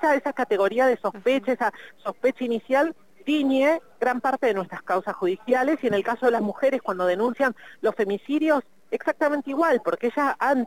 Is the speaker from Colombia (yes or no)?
no; Argentina; Creo que ese es el norte para la emancipación de nosotras todas como pueblo argentino.